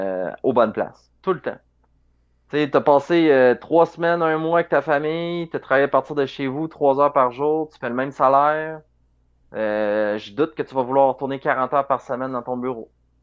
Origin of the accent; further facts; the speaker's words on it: Quebec City, Quebec, Canada; nous, tu sais, on vient de la ville de Québec, mais on n'y habite plus, là.